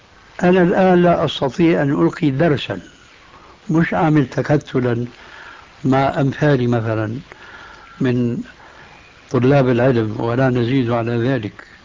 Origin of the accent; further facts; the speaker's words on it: Syria; كما يقولون عندنا في سوريا